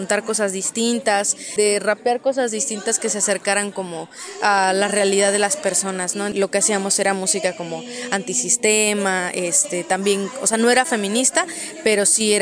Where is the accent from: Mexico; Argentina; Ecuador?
Mexico; Tlaxco, Tlaxcala; Yo soy de Tlaxco, Tlaxcala.